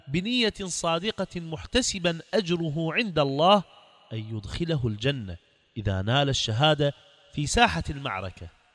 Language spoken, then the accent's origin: Arabic; Iraq; أصبح الجهاد عندنا في العراق